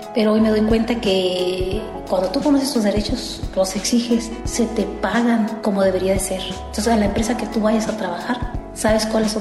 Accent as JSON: {"language": "Spanish", "region": "Oaxaca", "country": "Mexico", "said": "todas somos del estado de Oaxaca, somos hablantes del mixteco bajo, mixteco alto y el triqui."}